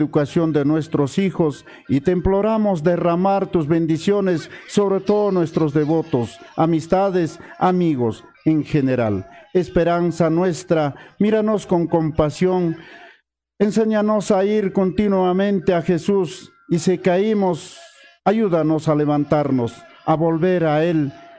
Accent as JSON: {"language": "Spanish", "region": "Cusco", "country": "Peru", "said": "Y como buenos cusqueños, saludamos a las 13 provincias de nuestro departamento del Cusco"}